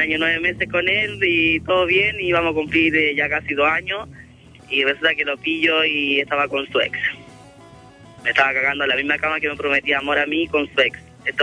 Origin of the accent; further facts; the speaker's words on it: Temuco, Araucanía, Chile; now in Santiago, Chile; Yo soy de Temuco, pero ahora estoy en Santiago, radicado en Santiago.